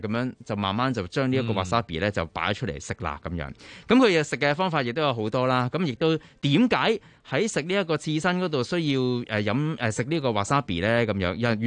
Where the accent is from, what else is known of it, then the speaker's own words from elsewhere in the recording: Hong Kong; 我哋香港人咧就會稱之為 organic 啦